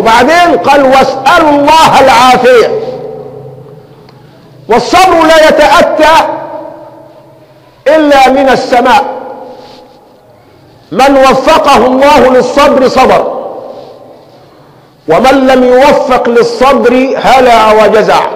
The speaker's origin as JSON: {"language": "Arabic", "country": "Egypt", "said": "كان سلاحنا كمصريين أقل من سلاح عدونا"}